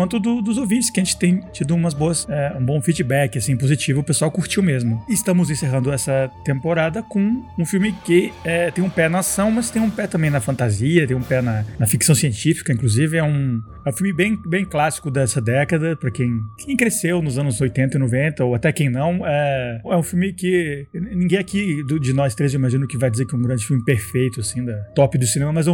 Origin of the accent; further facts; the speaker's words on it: Colombia; Isso lá na Colômbia, onde eu cresci, né? Eu me eduquei lá.